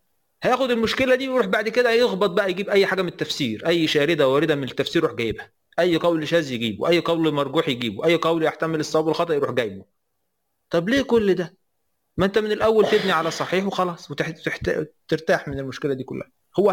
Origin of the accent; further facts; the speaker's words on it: Aswan, Aswan Governorate, Egypt; انا من الصعيد، في ناس في الصعيد بتلبس بطاطين